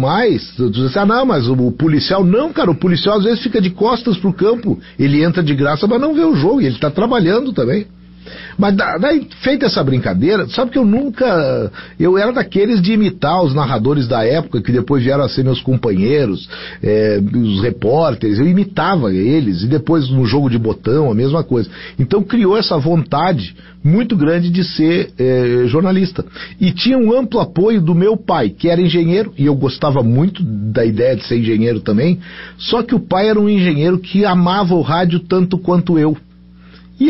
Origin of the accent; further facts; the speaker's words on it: Porto Alegre, Rio Grande do Sul, Brazil; Não, eu nasci em Porto Alegre e a minha vida praticamente, ela é toda construída em Porto Alegre. Mas eu tenho uma ligação muito forte lá com São Chico de Paulo, terra de toda a minha família